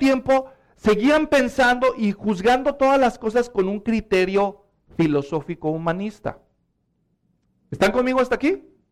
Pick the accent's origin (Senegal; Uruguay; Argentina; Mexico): Mexico; Muchos de los que somos mexicanos, cuando éramos niños, nos hacían marchar en las fiestas patrias